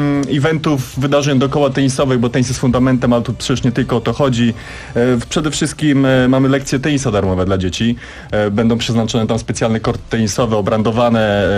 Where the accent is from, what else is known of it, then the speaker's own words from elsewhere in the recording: Warsaw, Masovian Voivodeship, Poland; Jestem z Warszawy, więc dla mnie to jest dosyć wygodne